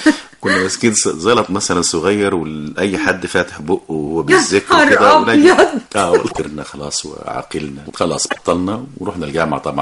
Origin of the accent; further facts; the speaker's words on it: Aswan Governorate, Egypt; احنا قريتنا كانت قريبة من قرية الكوم الأحمر اللي هي قامت على أطلال مدينة نخن المصرية القديمة التي كانت عاصمة لمملكة الجنوب